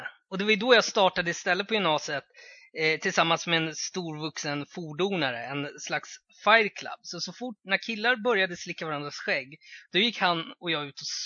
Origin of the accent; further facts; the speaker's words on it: Botkyrka, Stockholm County, Sweden; För jag var från Botkyrka också.